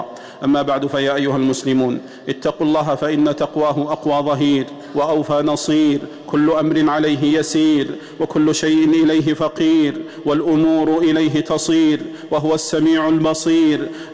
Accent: Saudi Arabia; واحفظ بلادنا المملكة العربية السعودية من كيد الكائدين

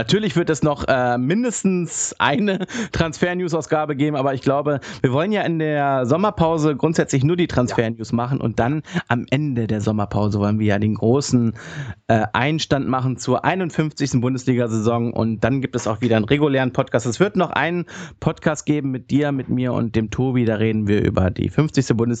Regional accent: Hanover, Lower Saxony, Germany; Und ich als Hannoveraner kann da eigentlich nur sagen

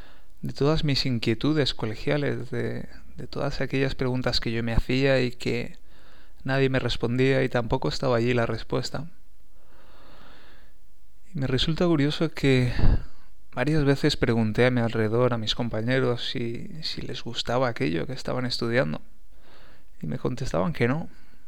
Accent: Valencia, Valencian Community, Spain; born there; Nací en 1975 en Valencia, en España

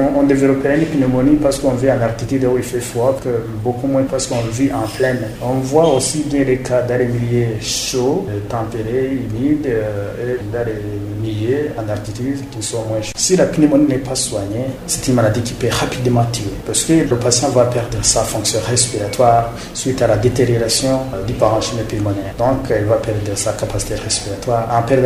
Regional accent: Burundi; Chez nous, au Burundi, effectivement, cette maladie existe.

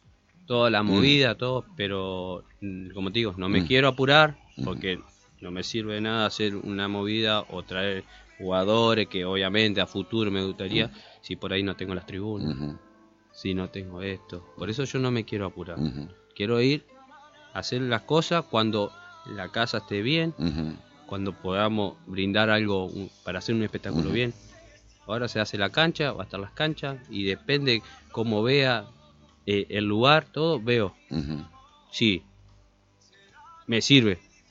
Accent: Argentina; Somos argentinos, tenemos al mejor del mundo

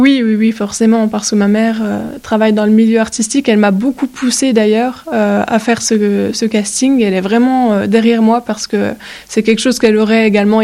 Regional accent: Grand Est, France; on est une par département, donc moi, je suis des Vosges

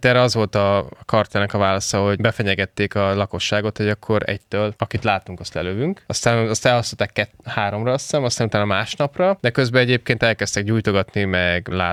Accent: Hungary; born there; Magyarországába születtem. Igen, tehát hogy azért panaszkodunk itt tényleg.

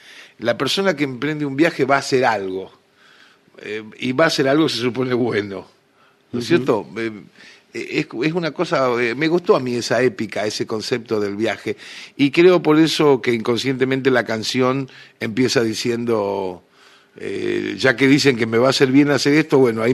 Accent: Argentina; moved away; also born or lived in San Luis Potosí, Mexico; fue escrita cuando me fui de Argentina en el 78, fue escrita en el 79, en una casa de estudiantes en el Bajío de México, en San Luis Potosí.

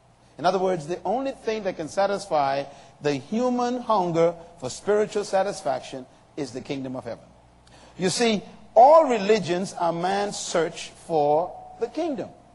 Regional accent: Bahamas; I happen to have been privileged to have been born under a kingdom. In 1954, I was born here in the Bahamas.

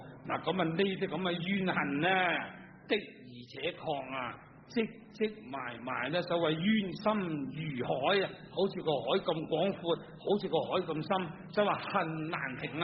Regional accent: Guangdong, China; 我哋广东人最兴啦。我做小朋友都听过

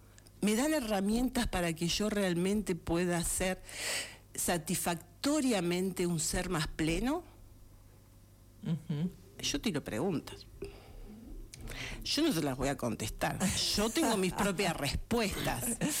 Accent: Argentina; ¿Quiénes somos los argentinos?

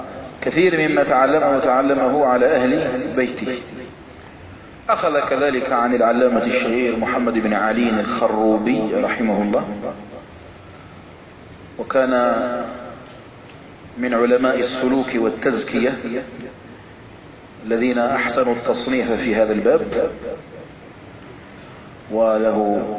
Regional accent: Algeria; الجزائر بلدنا الجزائر المحمية بالله عز وجل

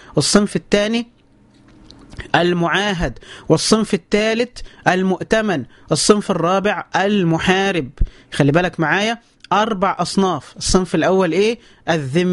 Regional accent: Egypt; النصارى عندنا في مصر هم أهل الذمة

